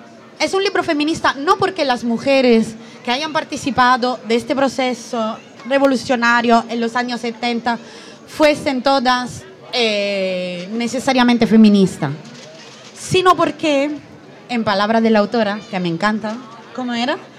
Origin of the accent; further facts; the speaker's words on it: Italy; yo soy italiana